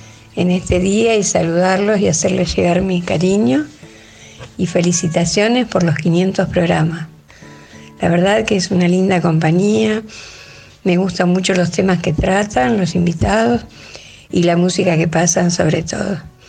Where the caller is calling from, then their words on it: Rosario, Santa Fe, Argentina; de Rosario, la hermana